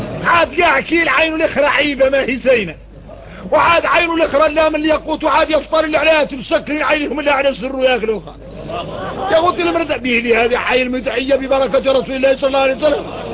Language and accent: Arabic; Mauritania; ونقوم احنا موريتاني فينا الروق.